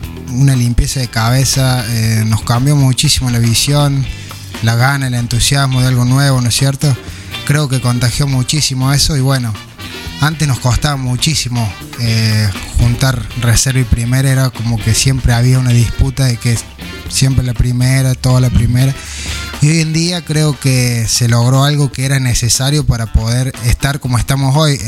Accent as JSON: {"language": "Spanish", "town": "San Marcos", "region": "Córdoba", "country": "Argentina", "tie": "born or raised there", "said": "hasta que me volví a Córdoba, fueron todos tres días. Decidí moverme vuelta acá a San Marcos."}